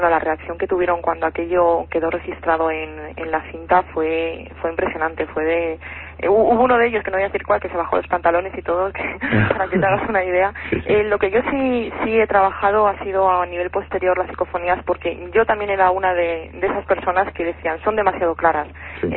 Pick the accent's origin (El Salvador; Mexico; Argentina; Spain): Spain; Madrid, Community of Madrid; now in Albacete, Spain; yo soy de Madrid, lo único que no. Mira tú por dónde iba a dar a parar aquí a Albacete.